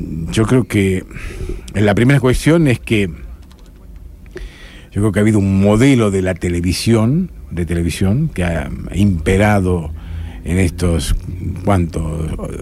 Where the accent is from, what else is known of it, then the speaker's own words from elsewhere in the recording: Tucumán, Argentina; born there; soy español, tengo la nacionalidad española, pero tengo la nacionalidad argentina también. Nacido en Tucumán